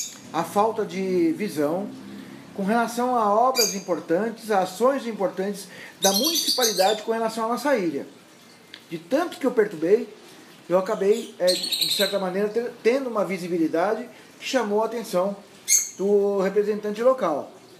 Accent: Santos, São Paulo, Brazil; sou nascido em Santos, no Canal 2, na Beneficência Portuguesa, joguei muita bola no Poço 2, falo tu, falo mango, dois palitos

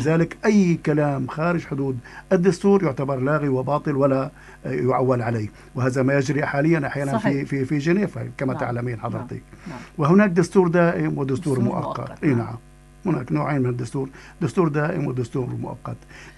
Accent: Syria; نحن عندنا في سوريا

